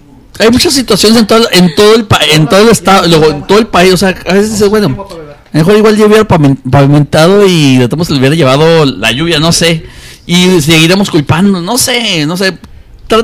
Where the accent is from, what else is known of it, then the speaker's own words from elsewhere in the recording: Ciudad Juárez, Chihuahua, Mexico; born there; yo nací aquí en Juárez y me siento muy orgulloso y quiero mi ciudad